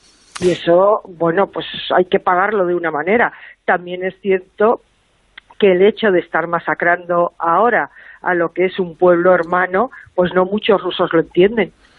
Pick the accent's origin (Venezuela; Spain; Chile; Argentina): Spain; como pudiéramos ser tú o yo, como españoles, ¿no?